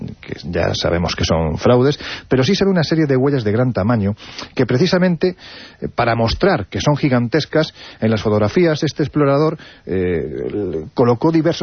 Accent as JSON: {"language": "Spanish", "region": "Andalusia", "country": "Spain", "said": "yo tiro por mi tierra, con lo cual hay que decir que Castulo está en Linares, que es Jaén."}